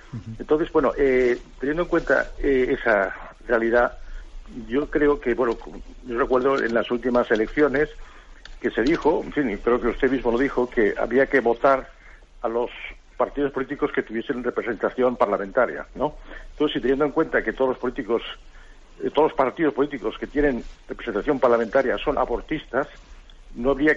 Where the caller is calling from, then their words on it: Almería, Andalusia, Spain; de Almería.